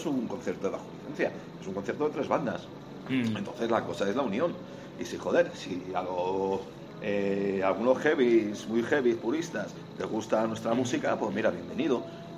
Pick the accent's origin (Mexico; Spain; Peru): Spain; Nosotros somos de España